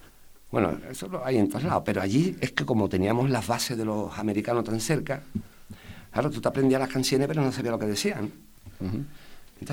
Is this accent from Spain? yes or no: yes; Spain; a nosotros los españoles, vamos a ser sinceros